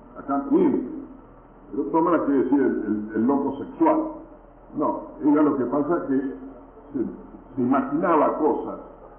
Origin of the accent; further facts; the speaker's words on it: Lavalle, Mendoza, Argentina; acá en Mendoza, por el sol, yo soy de Lavalle, ahí nací en el negro